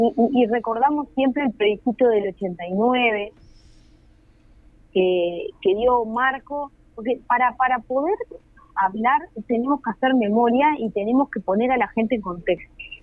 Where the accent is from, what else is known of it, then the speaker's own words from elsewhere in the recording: Uruguay; todavía no sepamos como uruguayos y uruguayas entender de qué van las políticas públicas